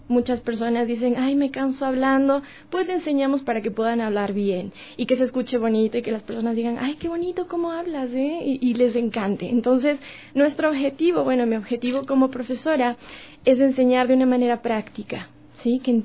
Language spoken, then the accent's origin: Spanish; Ecuador; siendo ecuatorianos llevamos la música en la sangre.